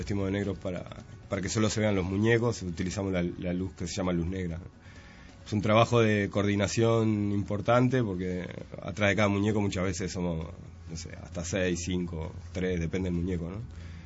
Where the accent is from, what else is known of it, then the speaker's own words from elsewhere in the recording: Canelones, Uruguay; somos 6 canarios que hace como 8 años decidimos trabajar